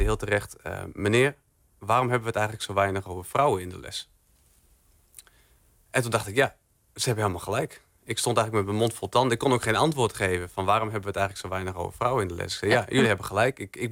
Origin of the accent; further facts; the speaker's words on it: Emmen, Drenthe, Netherlands; ik kom uit Emmen, dus dat is toch nog wel een rit van 1,5 uur.